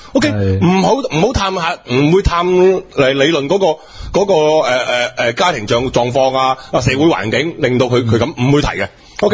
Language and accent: Cantonese; China; 即系原来咧食咧，原来对我哋中国人系咁卵紧要